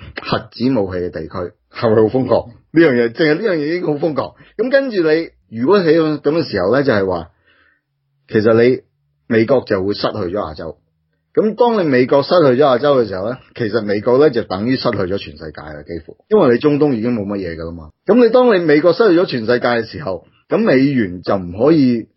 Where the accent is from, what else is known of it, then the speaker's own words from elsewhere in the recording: Australia; 因为我哋澳洲人嘛